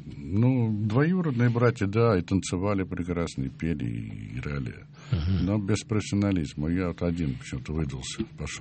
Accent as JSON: {"language": "Russian", "region": "Moscow", "country": "Russia", "tie": "born or raised there", "said": "Я все-таки коренной москвич."}